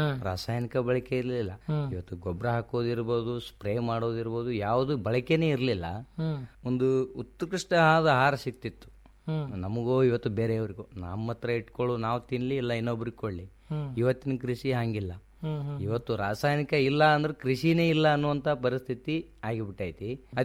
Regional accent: Budihal, Karnataka, India; Sir ನಮ್ದು Sindagi taluk Boodihal PH ಅಂತ ನಮ್ಮೂರು.

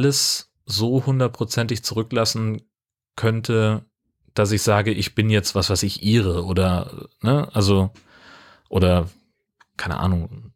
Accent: Hesse, Germany; ich bin auf dem Dorf groß geworden in Hessen. Meine Eltern sind da auch nach 40 Jahren immer noch die Zugezogenen.

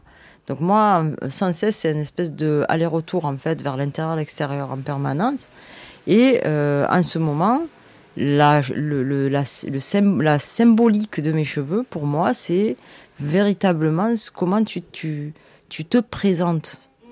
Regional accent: Marseille, Provence-Alpes-Côte d'Azur, France; je suis née à Marseille. Je suis née à Marseille, j'ai 47 ans. J'ai vécu plein d'époques de Marseille. Et voilà, je suis d'immigrée.

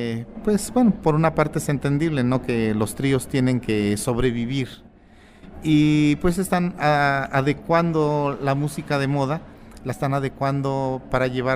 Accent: Huautla, Hidalgo, Mexico; now in Mexico City, Mexico; yo radico en la capital, no estoy en mi tierra. Yo les comentaba que soy de un pueblo de la Huasteca, de alguien que se llama Huautla Hidalgo. Más sin embargo, yo radico en la capital

